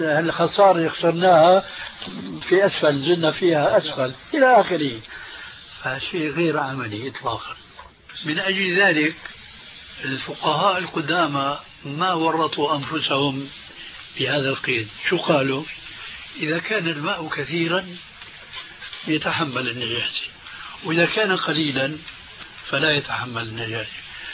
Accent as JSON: {"language": "Arabic", "country": "Syria", "said": "والله يمكن فقيه مثل كان عندنا في الشام"}